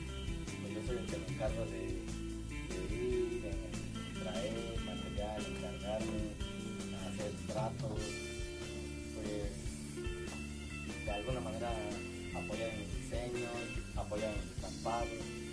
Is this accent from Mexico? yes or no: yes; Mexico City, Mexico; Vengo de allá del Distrito Federal, pero el producto está realmente 100% hecho aquí en Tulancingo, Hidalgo, de donde venimos